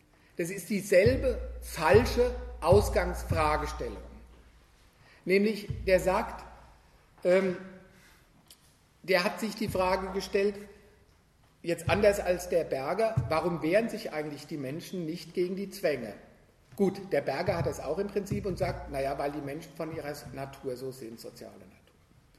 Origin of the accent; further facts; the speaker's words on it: Frankfurt, Hesse, Germany; Wo ich herkomme, Frankfurt, berühmt für die kritische Theorie.